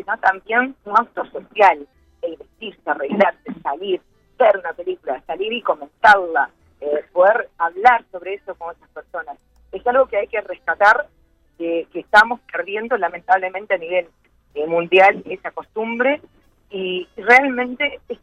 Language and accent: Spanish; Uruguay; como somos los uruguayos, sin presionar y acosar a las felicidades